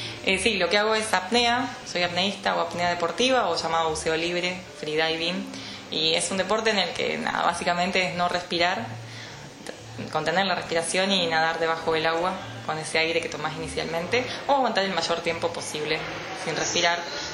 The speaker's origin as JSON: {"language": "Spanish", "town": "Río Colorado", "region": "Río Negro", "country": "Argentina", "tie": "born or raised there", "lives_now": "Bahía Blanca, Argentina", "said": "Sí, soy de Río Colorado, oriunda de Río Colorado, vivo en Bahía Blanca hace un par de años."}